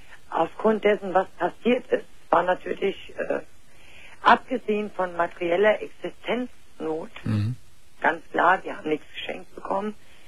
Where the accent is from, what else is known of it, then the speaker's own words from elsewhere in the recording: Frankfurt, Hesse, Germany; Wir sind aus Frankfurt.